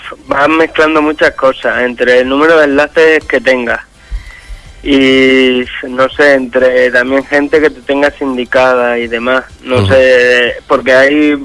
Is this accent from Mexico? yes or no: no; Extremadura, Spain; Extremadura la tengo muy cercana, me toca mucho, soy extremeño